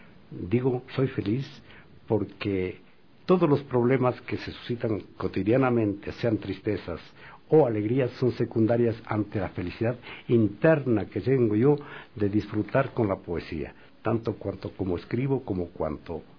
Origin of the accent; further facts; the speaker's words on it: Quito, Pichincha, Ecuador; como quiteño que soy